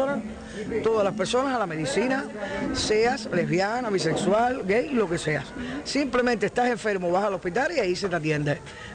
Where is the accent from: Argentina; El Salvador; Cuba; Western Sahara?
Cuba; la cultura que tienen los cubanos, como americanos que somos, es machista, patriarcal.